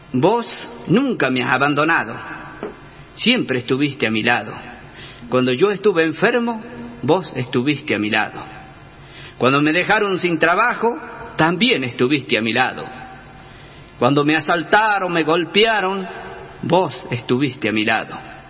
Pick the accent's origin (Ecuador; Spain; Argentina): Argentina; Tucumán; Soy tucumano del Jardín de la República